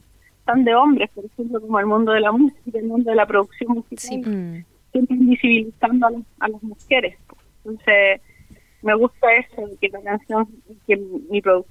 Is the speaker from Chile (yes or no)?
yes; Chile; Yo soy de Coquimbo, de acá, de Malleco, del territorio de Malleco. Y bueno, soy una cantora que está influenciada mucho por lo que es la champurria, la cultura champurria.